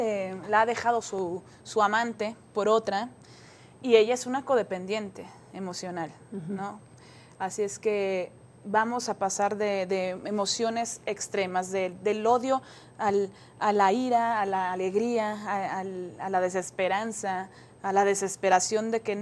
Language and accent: Spanish; Mexico; cada vez que vengo a México, últimamente, en estos tiempos tan difíciles que estamos viviendo como mexicanos y mexicanas